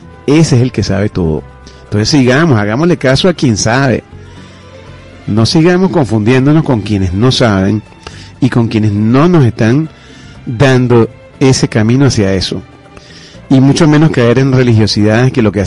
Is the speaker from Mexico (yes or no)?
no; Venezuela; Somos hermanos venezolanos. Nacimos en la misma tierra y provenimos del mismo Dios.